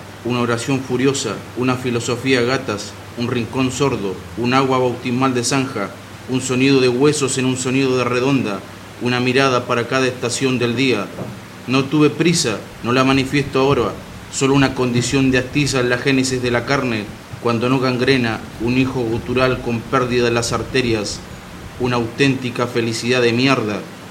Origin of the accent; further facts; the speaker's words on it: Río Negro, Argentina; En el Alto Asen, yo soy del Alto Asen, de la ciudad de Asen, entre Cipolletti y General Roca